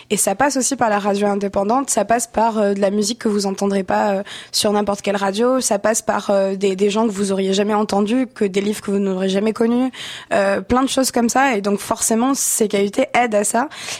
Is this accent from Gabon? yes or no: no; France; now in Canada; parce que moi, je suis française et en France, j'ai l'impression que les médias ne roulent que comme ça.